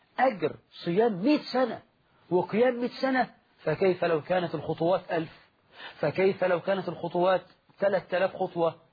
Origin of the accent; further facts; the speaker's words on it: Egypt; وهذا يحصل في بعض المساجد في الريف عندنا في مصر